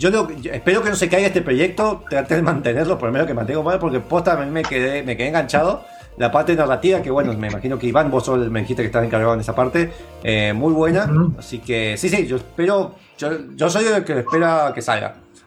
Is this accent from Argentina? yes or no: yes; Mendoza, Argentina; más que somos de Mendoza